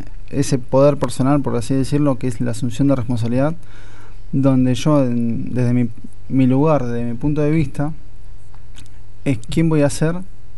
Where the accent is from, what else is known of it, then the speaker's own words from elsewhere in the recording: Buenos Aires, Argentina; No, yo soy de Buenos Aires.